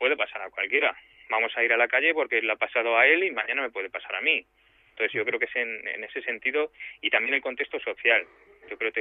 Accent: Vallecas, Community of Madrid, Spain; yo también soy de Vallecas

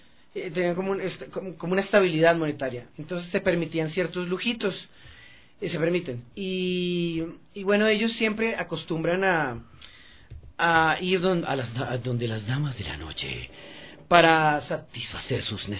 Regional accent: Colombia; moved away; yo soy de Colombia, pero llevo 11 años viviendo aquí, y en Colombia sí se veían esos casos.

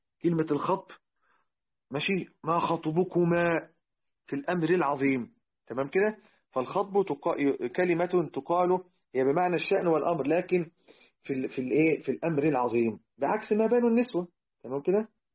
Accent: Egypt; لذلك احنا عندنا في مصر يعني حاجة البنت في الزواج أو الرجل بنطلق عليها الجهاز

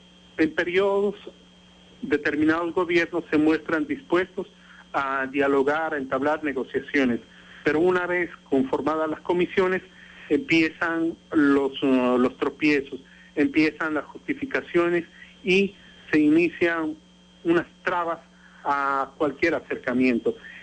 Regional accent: Bolivia; Nosotros como pueblo boliviano no tenemos ninguna rencilla contra el pueblo chileno

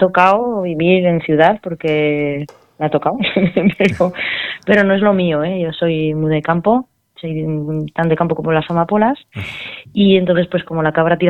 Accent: Alcorisa, Aragon, Spain; now in Alagón, Spain; Pues bueno, yo soy de Alcoriza, de Teruel, sí, pero ahora estoy en Alagón, en Zaragoza.

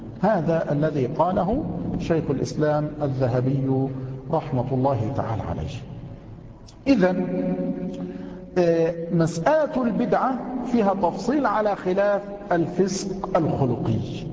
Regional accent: Mansoura, Dakahlia, Egypt; قد يكون عندنا في المنصورة خارم، يعني قد يكون خارما عندنا هنا

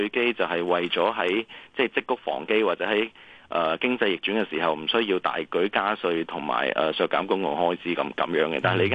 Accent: Hong Kong; 咁我哋港人最興去嘅日本啊、南韓啊

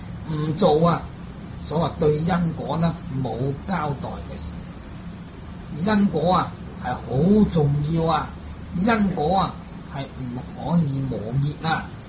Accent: Guangdong, China; 相反我們廣東人又是近海這些鄉村，個個都吃海鮮吃魚吃肉

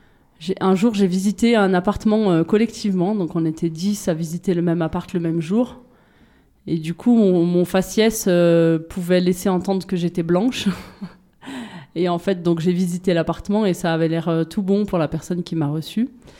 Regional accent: France; born there; moi, je suis née en France, de parents nés en France

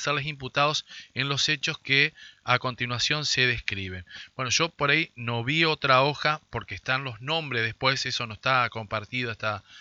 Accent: Argentina; qué es lo que tenemos que hacer como argentinos

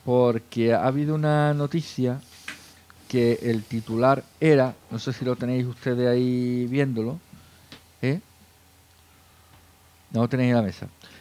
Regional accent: Andalusia, Spain; como somos andaluces, pues hablamos muy rápido y puede que no nos entiendan

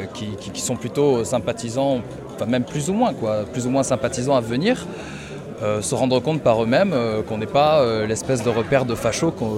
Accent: Toulouse, Occitanie, France; je viens de Toulouse.

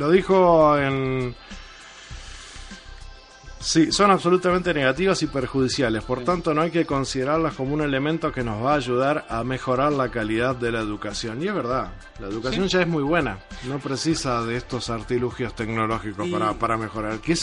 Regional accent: Uruguay; Por algo somos la Suiza de América, ¿no?

